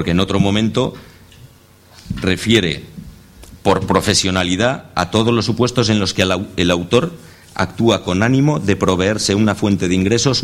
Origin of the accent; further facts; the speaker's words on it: Zaragoza, Aragon, Spain; No sé, yo vengo de Zaragoza, que creo que es en términos relativos la ciudad donde más expedientes hay por movilizaciones en la calle